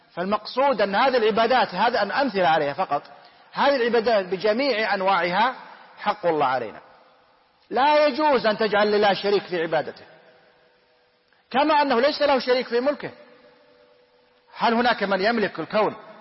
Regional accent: Saudi Arabia; الحمد لله بلادنا المملكة العربية السعودية بلاد إسلام، بلاد توحيد

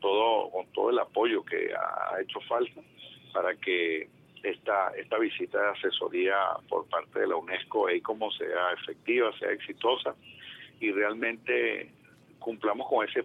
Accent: Venezuela; nosotros como pueblo venezolano

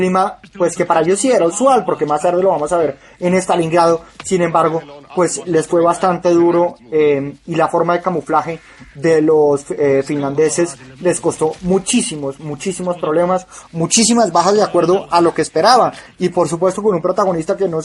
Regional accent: Colombia; de los prejuicios que tiene uno como colombiano que vive llorando por las películas

